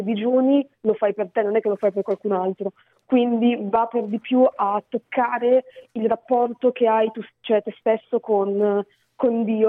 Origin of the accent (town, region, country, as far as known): Milan, Lombardy, Italy; now in Reggio Emilia, Italy